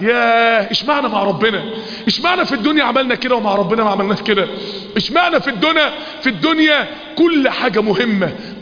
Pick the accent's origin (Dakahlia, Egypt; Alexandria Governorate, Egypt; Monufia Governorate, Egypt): Dakahlia, Egypt; Mansoura; افتكر يا اخواني وانا طفل صغير زمان، معرفش بقى من سنين طويلة قد ايه، وانا طفل صغير كان في المنصورة في اتوبيسات كده